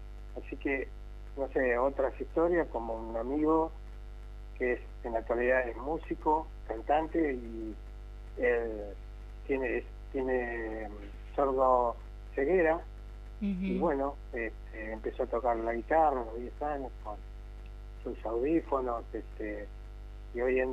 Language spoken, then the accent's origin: Spanish; Córdoba, Argentina; moved away as an adult; now in Buenos Aires, Argentina; Soy cordobés y siempre estoy con alguna chispita ahí